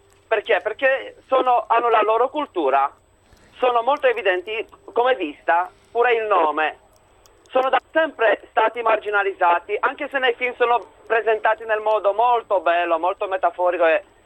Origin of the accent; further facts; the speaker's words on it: Romania; Italian is a second language; Da Romania.